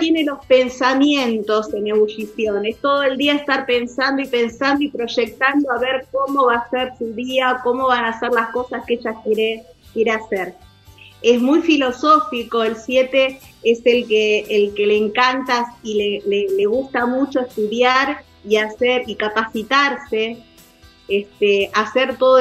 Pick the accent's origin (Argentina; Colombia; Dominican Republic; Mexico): Argentina; Somos así, los argentinos somos de dar